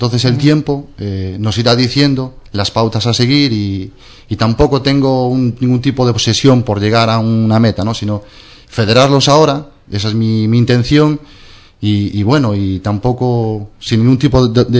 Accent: Andalusia, Spain; es completamente distinto mi tierra de Andalucía en ese sentido, ¿no?

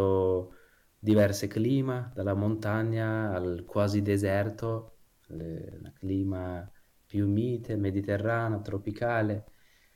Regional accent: Kurdistan, Turkey; also born or lived in Istanbul; Io, diciamo, sono nato e cresciuto in Kurdistan, in Turchia. Poi sono andato a Istanbul per studiare.

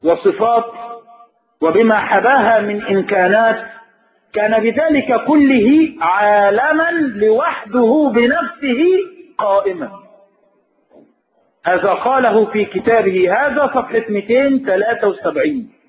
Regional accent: Egypt; فهم يعيشون معنا في بلادنا مصر وهي بلد إسلامي

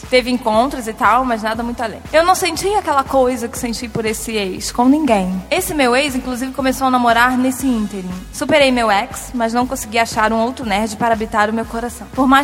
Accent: São Paulo, Brazil; Sou de São Paulo, tenho 24 anos.

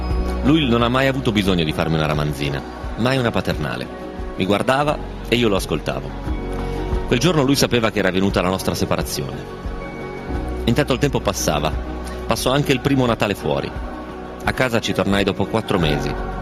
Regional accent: Romentino, Piedmont, Italy; che al mio paese, a Romentino, quando qualcuno andava a studiare

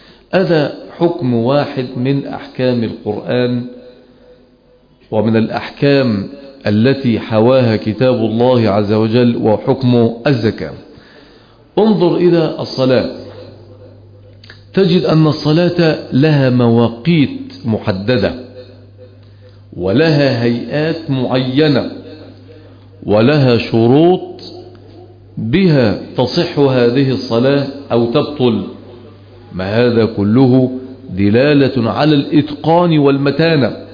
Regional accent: Egypt; احنا لما ننظر ونحن من أهل مصر ونعيش أحداثها ونتأثر بما يحاك لها

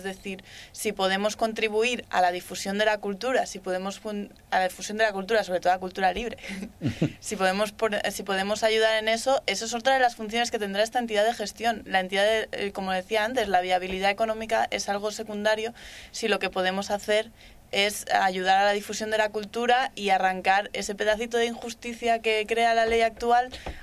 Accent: Barcelona, Catalonia, Spain; Hombre, sí, yo soy de Barcelona, yo voy a estar ahí.

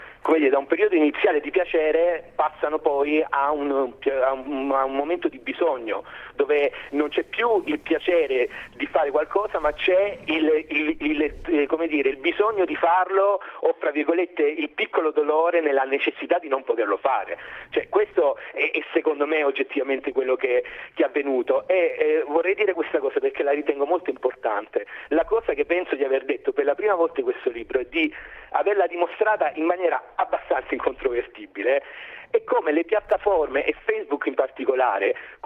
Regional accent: Lecce, Apulia, Italy; È chiaro che io sono nato in provincia, nato e cresciuto a Lecce, all'inizio degli anni 90

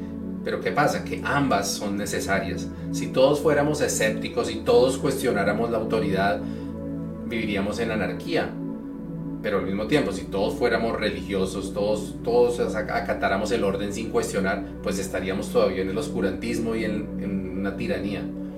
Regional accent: Colombia; Recientemente en Colombia, digamos, de donde soy yo originalmente

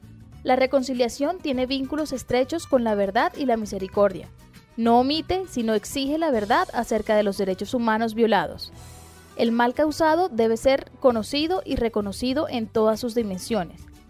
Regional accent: Colombia; Nosotros como colombianos necesitamos recorrer paso a paso los caminos de la reconciliación.

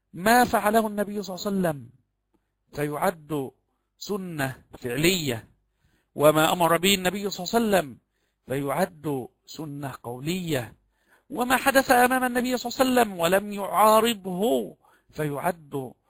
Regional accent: Egypt; كما يقال عندنا في مصر قريب الزوجة يدخل من غير أن يستأذن

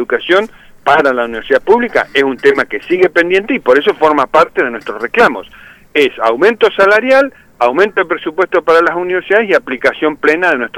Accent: Neuquén, Argentina; Aclaremos, yo soy de Neuquén, así imagínense, para los patagónicos

